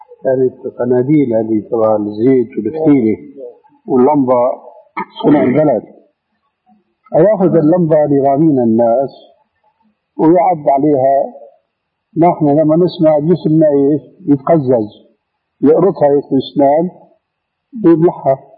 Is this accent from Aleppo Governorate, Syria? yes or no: no; Damascus, Damascus Governorate, Syria; قالوا ناس عندنا في دمشق يعمل حلقة